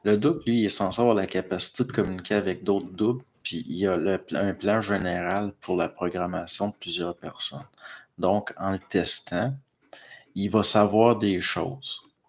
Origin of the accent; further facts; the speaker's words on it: Pierreville, Quebec, Canada; Moi, chez nous, à Pierreville